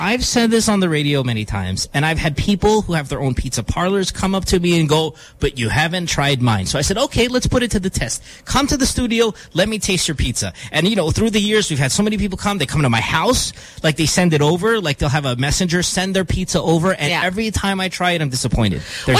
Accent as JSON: {"language": "English", "town": "San Fernando", "region": "Pampanga", "country": "Philippines", "said": "I was born in San Fernando. That means I can kick your ass in the kitchen."}